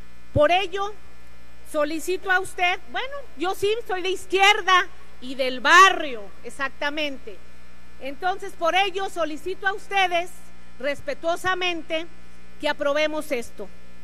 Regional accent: Coatzacoalcos, Veracruz, Mexico; Vengo orgullosamente del barrio de María de la Piedad de Coatzacoalcos, Veracruz, y ahí sabemos lo que estamos sufriendo.

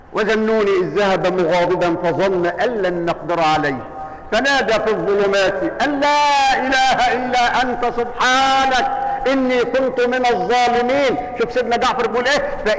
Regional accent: Egypt; إحنا كلنا كده كمصريين ويمكن كعرب

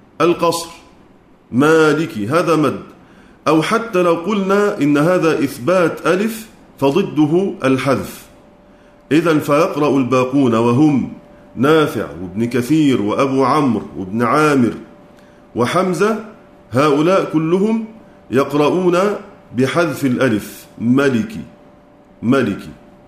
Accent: Egypt; وإلا فصوت الظاء العامية كما عندنا في مصر مثلا

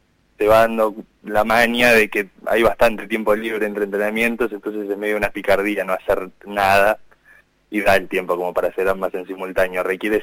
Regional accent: Neuquén, Argentina; now in Buenos Aires, Argentina; soy de Neuquén Capital. Ahora estoy viviendo en Buenos Aires Capital, en Ciudad de Buenos Aires

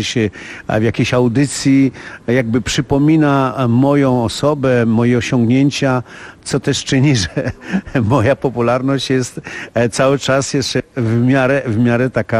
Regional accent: Warsaw, Masovian Voivodeship, Poland; bo ja się urodziłem w rodzinie robotniczej, biednej robotnicy na Powiślu, prawda, gdzie jak to się mówi, byłem chłopakiem z Powiśla

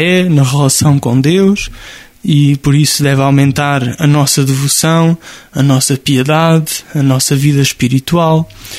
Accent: Nogueira do Cravo, Portugal; Nogueira do Cravo, na mesma igreja onde fui batizado, onde os meus pais me levaram para ser cristão, onde cresci na fé e na amizade com tantos.

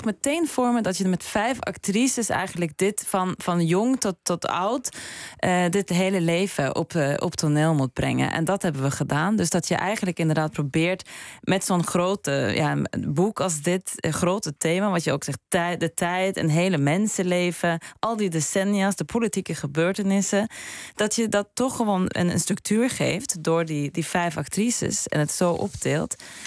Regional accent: Norway; Dutch is a second language; Ja, ik had het gelezen in het Noors, in een Noorse vertaling. Want ik kom uit Noorwegen zelf.

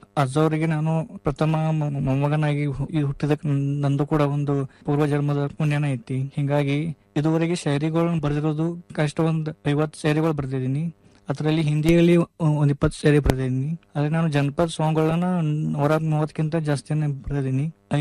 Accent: Todavada, Karnataka, India; now in Dharwad, India; ನಾನು ಬೆಳಗಾವಿ ಜಿಲ್ಲೆಯ ಅಥಣಿ ತಾಲೂಕಿನ ತೊಡವಾಡ ಎಂಬ ಪುಟ್ಟ ಗ್ರಾಮದವನು. ನಾನು ಧಾರವಾಡದಲ್ಲಿ 3ನೇ ವರ್ಷ ಸಂಗೀತ ವಿದ್ಯಾಭ್ಯಾಸ ಮಾಡುತ್ತಿದ್ದೇನೆ.

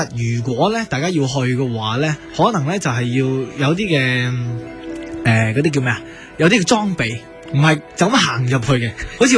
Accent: Hong Kong; 但我哋香港人就系由细到大咧，就系俾校服嗰种嘅制度咧限死咗。

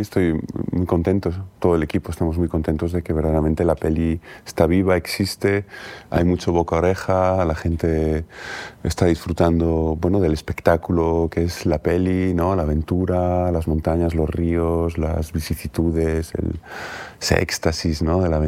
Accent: Galicia, Spain; Precisamente como gallego no es raro que me interese el desierto.

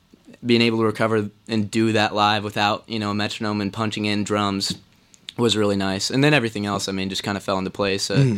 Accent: Indianapolis, Indiana, United States; Indianapolis.

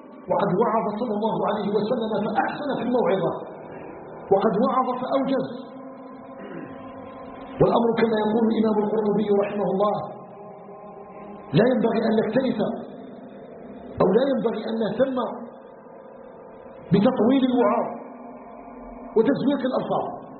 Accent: Algeria; أن يجعل بلدنا الجزائر بلدا آمنا مطمئنا

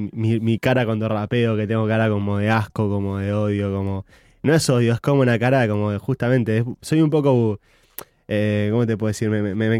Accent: Uruguay; born there; Yo nací en Uruguay, pero no tengo, nunca quise, tipo, nacer acá.

